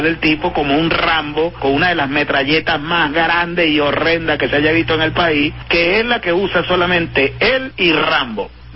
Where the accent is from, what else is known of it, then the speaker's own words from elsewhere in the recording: Venezuela; nosotros levantando con muchísimo amor nuestro orgullo como venezolanos